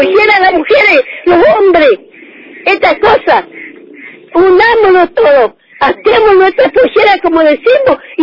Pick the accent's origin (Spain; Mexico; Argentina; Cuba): Argentina; y soy bien argentina.